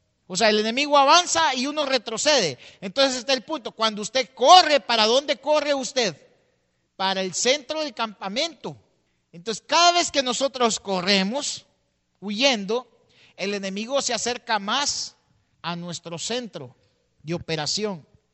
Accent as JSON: {"language": "Spanish", "country": "El Salvador", "said": "La mayoría aquí somos salvadoreños y tal vez usted vivió la guerra"}